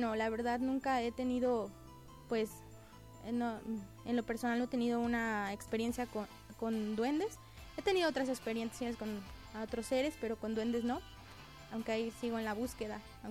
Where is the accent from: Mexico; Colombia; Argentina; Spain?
Mexico; Valle del Maíz, San Luis Potosí; en este caso yo soy del Valle del Maíz. En el Valle del Maíz se dice que en uno de sus callejones hay muchos duendes